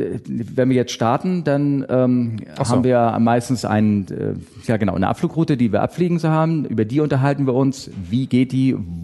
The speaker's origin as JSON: {"language": "German", "region": "Hamburg", "country": "Germany", "said": "Ja, okay. Ich bin aus Hamburg."}